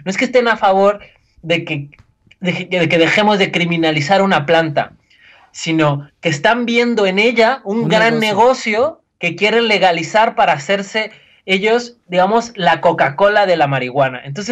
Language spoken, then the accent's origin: Spanish; Mexico; que creo que nos toca mucho a nosotros como mexicanos